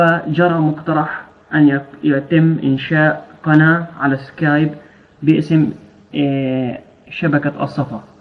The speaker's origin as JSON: {"language": "Arabic", "town": "Nablus", "region": "West Bank", "country": "Palestine", "said": "فلسطيني من مدينة نابلس في الضفة الغربية، من مواليد عام 1980، أعمل معلم تربية إسلامية، متزوج،"}